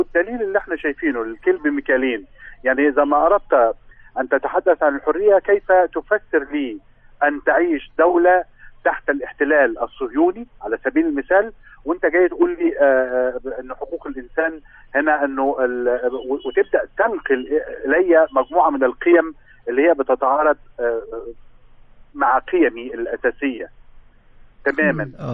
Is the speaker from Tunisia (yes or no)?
no; Egypt; احنا كان عندنا في مصر كان عندنا مثلا شركه مياه غازيه وطنيه